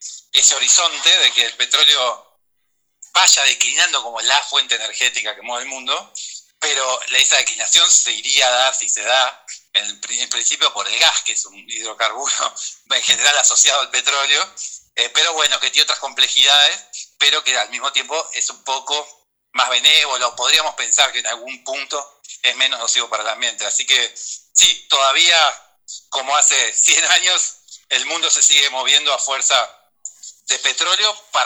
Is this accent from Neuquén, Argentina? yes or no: yes; Neuquén, Argentina; also born or lived in Bolivia; a los 3 meses ya estaba viviendo en Neuquén, que es donde sigo viviendo, pero bueno, nací en Bolivia.